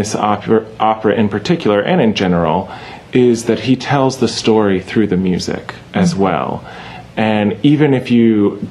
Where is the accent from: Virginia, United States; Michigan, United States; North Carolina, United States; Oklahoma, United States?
North Carolina, United States; Charlotte; which is in Charlotte, my hometown